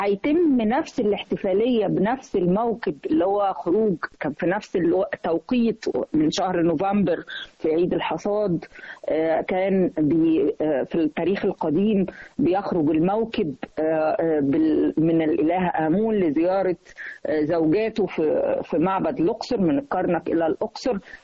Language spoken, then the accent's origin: Arabic; Egypt; ونقول احنا مصريين.